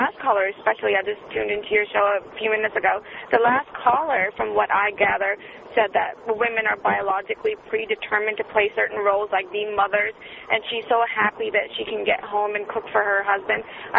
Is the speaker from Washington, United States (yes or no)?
yes; Seattle, Washington, United States; He's from England, and I'm from Seattle.